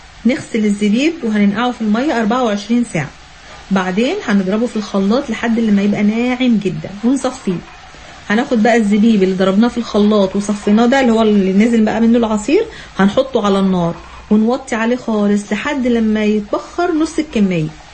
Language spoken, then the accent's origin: Arabic; Egypt; والله حتى لو مالي بالثوم عندنا في مصر